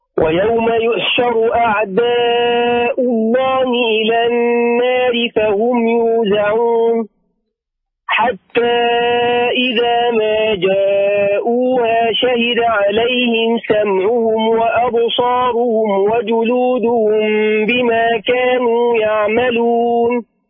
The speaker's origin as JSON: {"language": "Arabic", "country": "Egypt", "lives_now": "Riyadh, Saudi Arabia", "said": "أنا من الرياض، مصري مقيم بالرياض"}